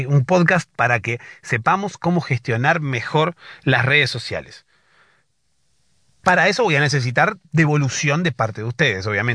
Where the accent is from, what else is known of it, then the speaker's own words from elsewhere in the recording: Argentina; soy de Argentina.